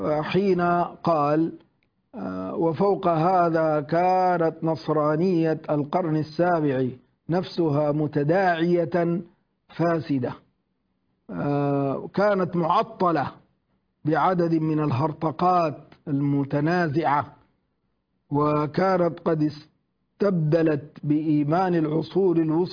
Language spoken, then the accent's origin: Arabic; Sudan; يشبه ما هو حاصل عندنا في الجنوب، في جنوب السودان